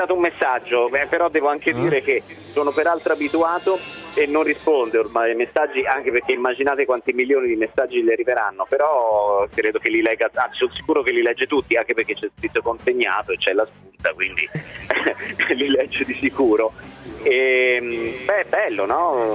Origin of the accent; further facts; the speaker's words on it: Tuscany, Italy; accent: Tuscan; Quando io parlo con accento evidentemente un pochino toscano